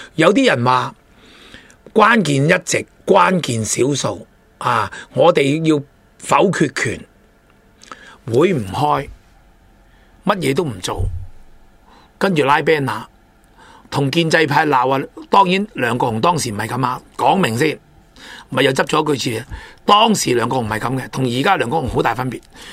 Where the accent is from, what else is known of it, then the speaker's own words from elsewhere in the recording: Hong Kong; 我哋香港人真正得一本嘅护照